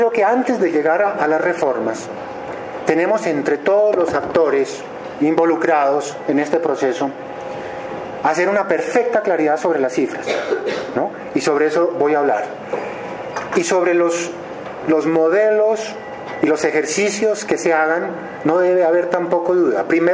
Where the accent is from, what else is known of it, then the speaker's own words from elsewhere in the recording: Pasto, Nariño, Colombia; yo no soy moderado ni soy francés, yo soy de Pasto, ¿no?